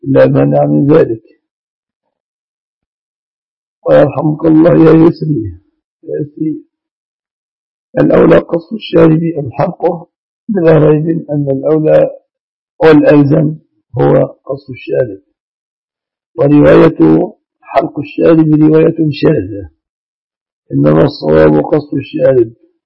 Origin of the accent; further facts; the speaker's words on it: Egypt; الذي هو أغلب الذهب المستعمل في بلادنا مصر.